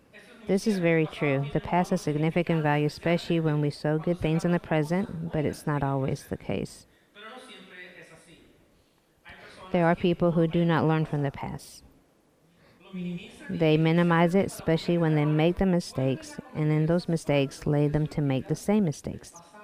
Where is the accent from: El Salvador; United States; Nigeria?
El Salvador; But it was during my time growing up in El Salvador.